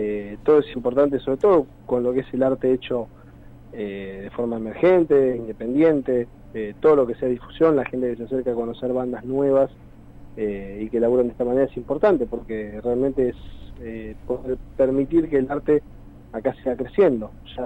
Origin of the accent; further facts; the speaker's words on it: Benavides, Buenos Aires Province, Argentina; Nosotros somos de zona norte, estamos más o menos distribuidos. Uno está más por el noroeste, que está en San Miguel, después bueno, en mi caso Benavides